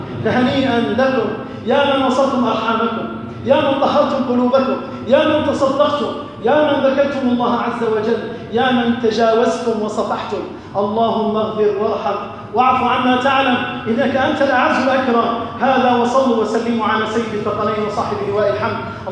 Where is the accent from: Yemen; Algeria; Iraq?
Algeria; أسأل الله عز وجل أن يحفظ بلدنا الجزائر